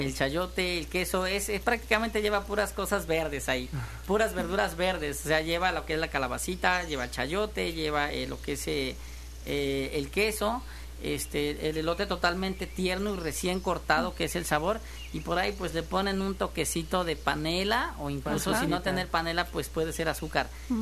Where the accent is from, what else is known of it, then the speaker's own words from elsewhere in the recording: Coatepec, Veracruz, Mexico; nací en Coatepec.